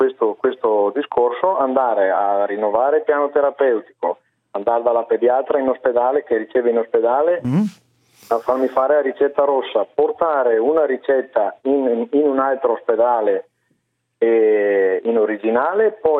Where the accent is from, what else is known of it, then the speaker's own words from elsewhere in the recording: Veneto, Italy; quindi la passa la Regione Veneto, io sono del Veneto.